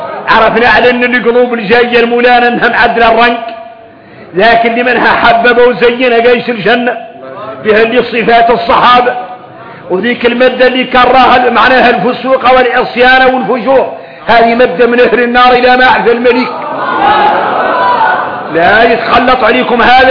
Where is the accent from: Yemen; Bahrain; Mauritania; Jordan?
Mauritania; ثم تعرفوا ان احنا موريتاني